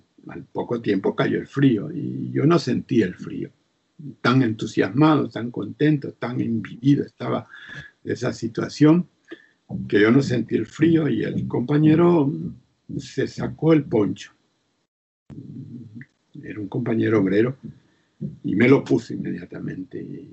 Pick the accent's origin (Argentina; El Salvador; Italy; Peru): El Salvador; moved away as an adult; also born or lived in Costa Rica / Chile; Después tuve que salir del país y salí de El Salvador para Costa Rica, y de Costa Rica los compañeros decidieron que saliera hacia Chile